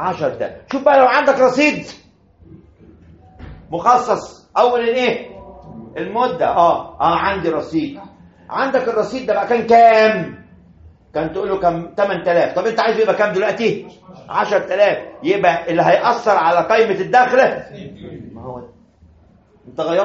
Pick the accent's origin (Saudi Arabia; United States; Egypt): Egypt; وده حصل عندنا في مصر